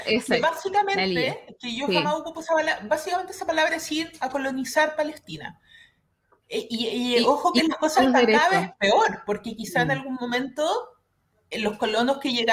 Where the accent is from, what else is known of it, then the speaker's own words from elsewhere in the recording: Chile; mi familia, mis abuelos, qué sé yo, vienen de Belén, Palestina, intenté, y yo nací y crecí en Chile, fui con mi pasaporte chileno a Palestina